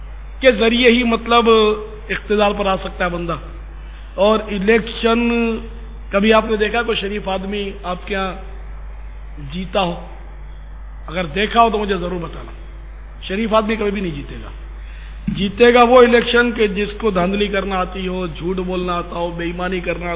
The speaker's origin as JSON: {"language": "Urdu", "town": "Karachi", "region": "Sindh", "country": "Pakistan", "tie": "born there", "said": "ہاں نیشنلٹی پاکستان کی ہے، پاکستان میرا وطن ہے، کراچی میں میں پیدا ہوا ہوں،"}